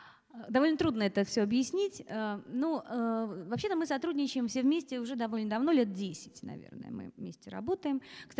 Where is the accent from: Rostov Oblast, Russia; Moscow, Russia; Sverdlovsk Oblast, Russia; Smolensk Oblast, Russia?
Smolensk Oblast, Russia; Smolensk; Я родилась в городе Владивостоке, в семье актеров, и очень много переезжала по стране, выросла, в конце концов, в Смоленске, он же считается моим родным городом.